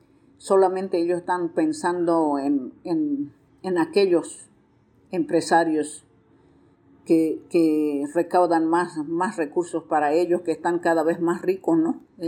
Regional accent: Bolivia; somos parte nosotros como bolivianos en Riverón porque somos afluentes del Madera

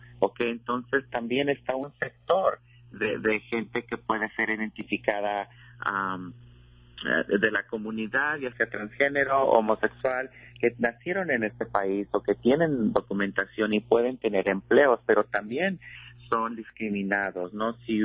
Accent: Mexico; moved away

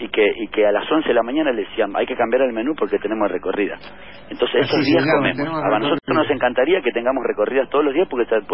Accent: Capilla del Señor, Buenos Aires Province, Argentina; De Capilla del Señor.

